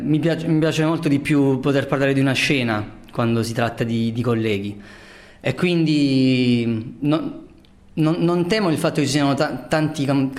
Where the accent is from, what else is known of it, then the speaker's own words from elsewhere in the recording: Taranto, Apulia, Italy; per me che sono tarantino